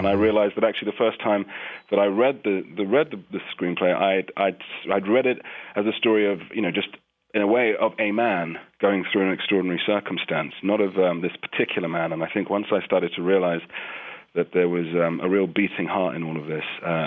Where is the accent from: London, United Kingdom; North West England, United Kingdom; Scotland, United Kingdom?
London, United Kingdom; growing up in London